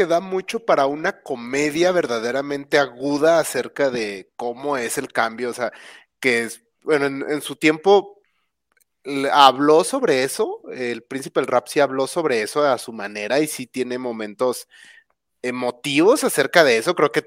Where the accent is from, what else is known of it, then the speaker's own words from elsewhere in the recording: Mexico; Soy mexicano, así que para ellos yo soy minoría de color.